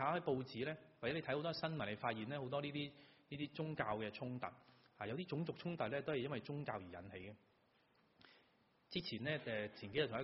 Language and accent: Cantonese; China; 都係覺得我哋中國人啲文化差啲，佢哋啲船堅炮利啲